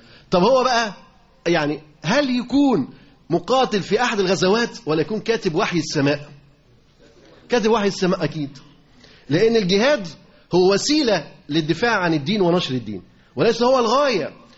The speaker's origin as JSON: {"language": "Arabic", "town": "Alexandria", "region": "Alexandria Governorate", "country": "Egypt", "said": "عدد المدارس اللي موجودين عندنا في اسكندرية"}